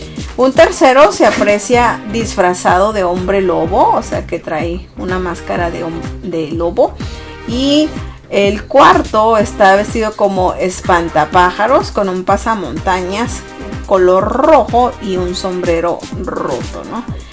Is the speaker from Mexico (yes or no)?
yes; Sonora, Mexico; es de Sonora, bueno, de donde yo soy, ¿no?